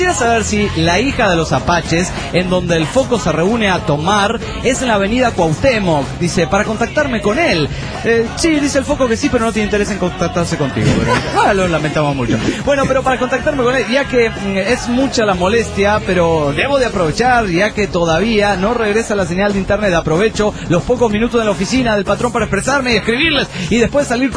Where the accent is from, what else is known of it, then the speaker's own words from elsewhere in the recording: Cochabamba, Bolivia; de Cochabamba, Bolivia.